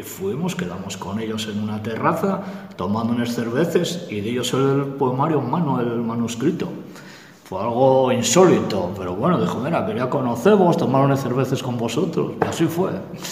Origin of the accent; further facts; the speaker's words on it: Carbayín, Asturias, Spain; also born or lived in Vimenes; yo nací en Vimenes, fui para Carballín con meses, y yo, mi padre, mi abuelo era de Quintes, de Villa Viciosa, pero fue a trabajar a la mina Saús